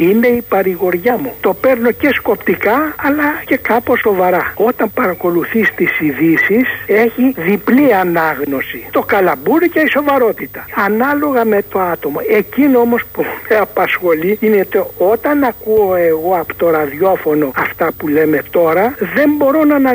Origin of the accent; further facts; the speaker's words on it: Ionian Islands, Greece; Είμαι από το Παλαβονήσι.